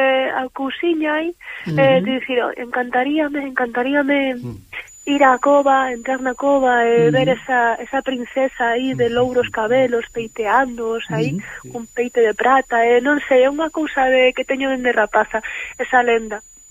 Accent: Ferrol, Galicia, Spain; eu son de Ferrol, bueno, teño familia Miratuxo e Lalín tamén

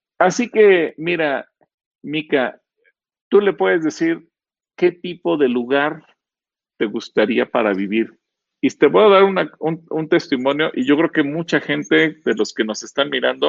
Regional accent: Mexico; soy ciudadano mexicano y me quitan mis derechos

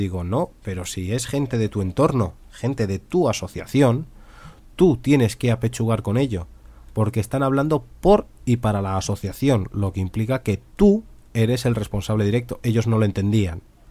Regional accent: Seville, Andalusia, Spain; porque soy sevillano y hay que beber cervezas.

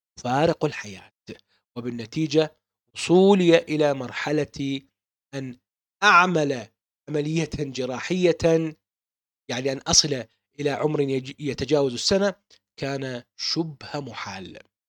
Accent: Baghdad, Baghdad Governorate, Iraq; born there; ولدت في بغداد بتاريخ يوم الخميس 13/6/1974 ميلاديا.

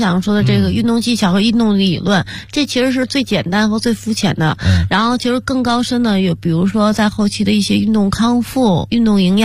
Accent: Beijing, China; 因为我是一个北京孩子嘛，土生土长的

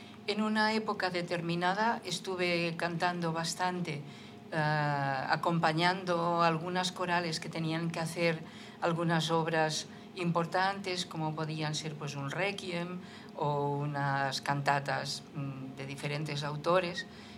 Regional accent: Barcelona, Catalonia, Spain; Sí, yo soy de Barcelona.

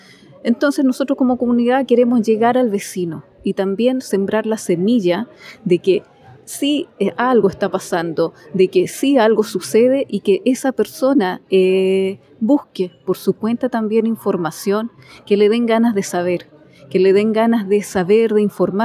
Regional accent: Chile; soy descendiente de palestinos, soy chilena palestina. Mis abuelos llegaron de una localidad llamada Beit Shahur, hicieron una vida aquí en Chile

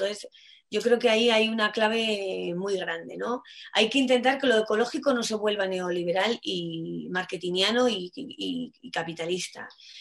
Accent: Madrid, Community of Madrid, Spain; finca ahí en Cáceres, en el norte de Cáceres, y ahí he visto que muchos de mis vecinos aunque soy madrileña

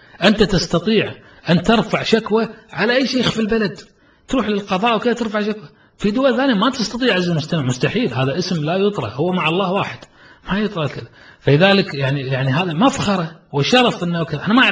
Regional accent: Kuwait; والله فخر نفتخر أن يكون عندنا في الكويت

